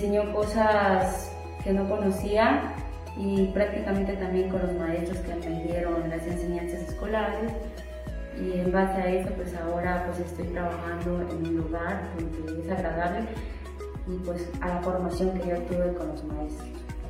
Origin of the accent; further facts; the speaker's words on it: Yajalón, Chiapas, Mexico; first language Chol; Spanish is a second language; soy egresada de la Licenciatura en Desarrollo Sustentable, soy originaria de Yajalón, hablo la lengua materna que es el chol.